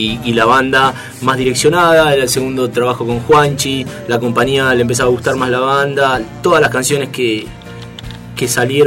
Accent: La Plata, Buenos Aires Province, Argentina; now in Buenos Aires, Argentina; en mi caso, que me vine de La Plata

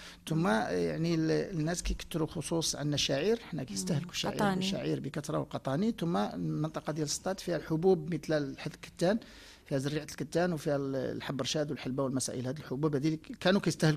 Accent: Morocco

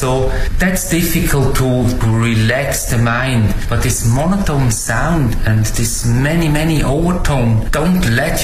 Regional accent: Switzerland; English is a second language; now in China; from Switzerland. Stay now 5 years in China.

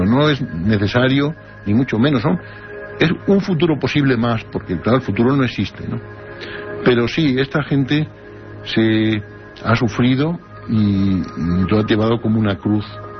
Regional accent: Spain; soy español y me he traducido.

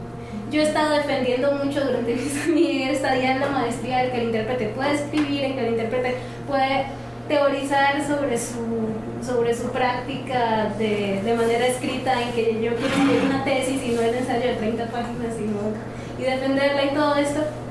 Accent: Cauca, Colombia; yo estuve rodeada, soy del Cauca, las chirimías caucanas tienen flautas de PVC que suenan airoso, gutural.

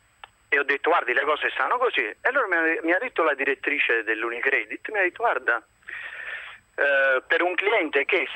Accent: Naples, Campania, Italy; appunto sono di Napoli

